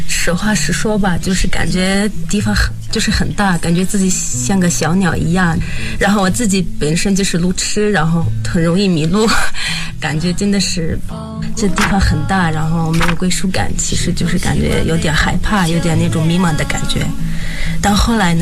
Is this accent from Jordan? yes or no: yes; Jordan; Chinese is a second language; now in China; 我是北大新闻传播学院的演艺新生。